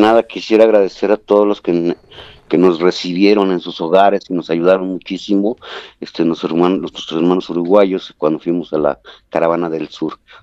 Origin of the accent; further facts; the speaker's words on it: Tlaxcala, Mexico; vivimos a 9 horas de la escuela, o sea, nosotros somos de Tlaxcala, un estado del centro del país